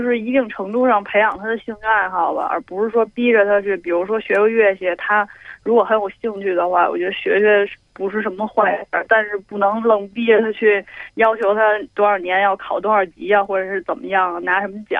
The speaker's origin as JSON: {"language": "Chinese", "region": "Beijing", "country": "China", "said": "啊，我来自北京。"}